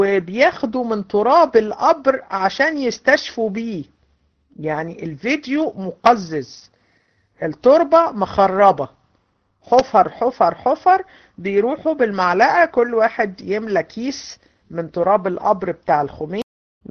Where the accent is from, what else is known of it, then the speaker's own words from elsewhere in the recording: Egypt; احنا عندنا في مصر تلاقي القبور